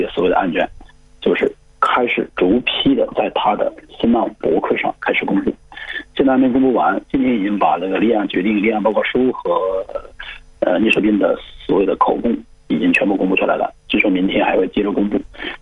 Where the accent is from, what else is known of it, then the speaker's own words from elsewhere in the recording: Hunan, China; 是我们湖南人